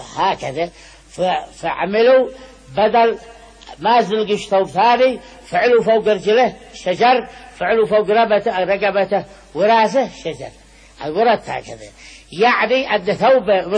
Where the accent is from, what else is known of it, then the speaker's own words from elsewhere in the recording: Sanaa, Amanat Al Asimah, Yemen; وأنا لي من صنعاء وقلت في صنعاء ونشأت في صنعاء،